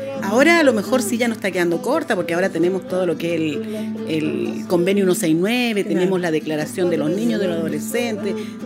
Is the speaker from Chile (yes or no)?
yes; Camiña, Tarapacá, Chile; now in Arica, Chile; yo que vengo del pueblo de Camiña, mi mamá que recorrió todo el interior